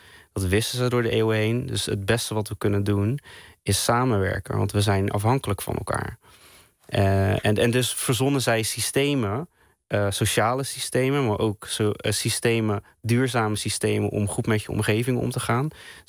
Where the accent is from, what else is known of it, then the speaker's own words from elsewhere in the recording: Netherlands; Ik ben een Molukker en die in Nederland is opgegroeid